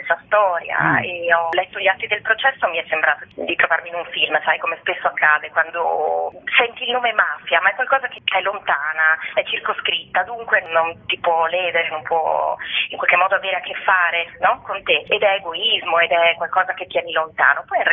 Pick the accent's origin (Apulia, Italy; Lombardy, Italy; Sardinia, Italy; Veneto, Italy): Veneto, Italy; Padua; Io sono nata e cresciuta a Padova